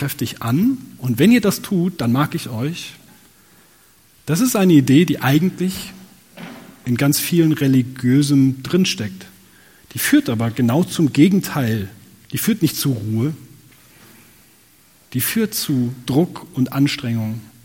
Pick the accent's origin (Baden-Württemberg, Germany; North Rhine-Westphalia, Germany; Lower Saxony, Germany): Lower Saxony, Germany; Nordholm; Also, Menschen in meiner Heimat Nordholm in Niedersachsen, sagt mal nach, dass sie